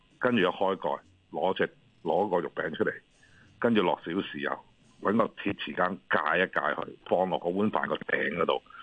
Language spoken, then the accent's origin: Cantonese; Hong Kong; now in Vancouver, Canada; 我覺得喺温哥華，我係食翻以前細個喺香港嗰種傳統大排檔或者茶記嗰啲，